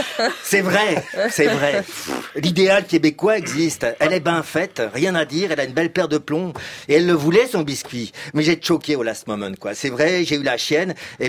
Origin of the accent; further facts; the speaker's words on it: Paris, Île-de-France, France; moi, en tant que Parisien superbe, hautain et stratège